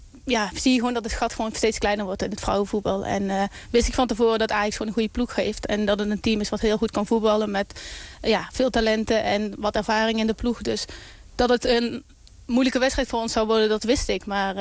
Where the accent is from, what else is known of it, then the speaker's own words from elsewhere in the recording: Netherlands; ik als Nederlander, dat ik zie dat er zoveel talent aan komt